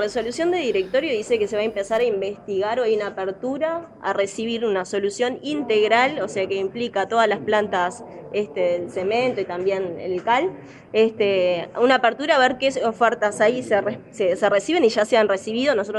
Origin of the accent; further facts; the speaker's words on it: Uruguay; que nosotros también como uruguayo y uruguayo tenemos que entender